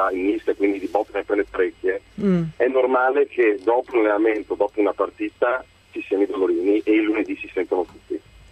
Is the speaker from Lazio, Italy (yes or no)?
no; Padua, Veneto, Italy; now in Varese, Italy; Io sono varese in questo momento per questioni di spostamenti, però sono di Padova.